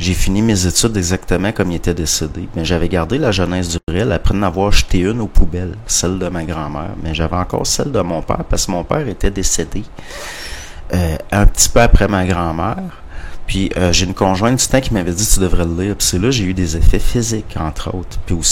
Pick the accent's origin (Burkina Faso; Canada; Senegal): Canada; Parce qu'on est des Canadiens français. On est des Canadiens français. Puis au Canada français, quand on connaît pas personnellement quelqu'un, on le vouvoie.